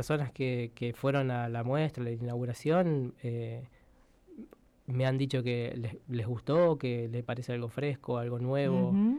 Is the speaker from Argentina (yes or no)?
yes; Buenos Aires, Argentina; yo cuando vine de Buenos Aires y fui viendo a escultores